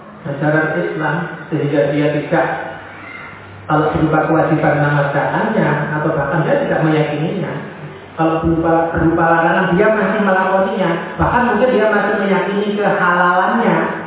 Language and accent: Indonesian; Magetan, East Java, Indonesia; bahkan sudah sampai ke daerah saya di Magetan sana juga ya